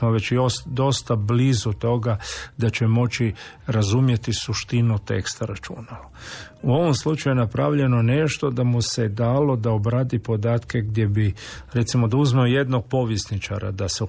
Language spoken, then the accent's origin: Croatian; Croatia; Mislim, kod nas u Hrvatskoj zbilja svašta može proći.